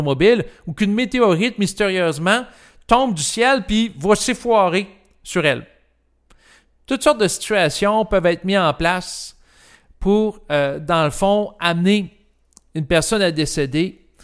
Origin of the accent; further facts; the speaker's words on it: Quebec, Canada; moi, j'ai l'impression, en tant que Québécois